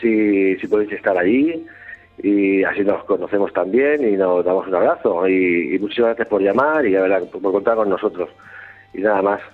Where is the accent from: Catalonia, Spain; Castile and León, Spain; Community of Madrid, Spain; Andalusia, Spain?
Catalonia, Spain; Tarragona; nosotros somos de aquí, de Tarragona, de Cataluña